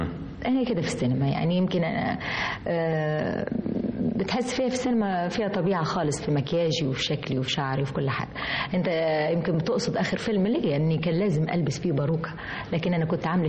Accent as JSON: {"language": "Arabic", "country": "Egypt", "said": "أنا برضو بمشي في الشارع ساعات الناس ما تفتكرينش إن أنا مصرية، لكن أنا مصرية."}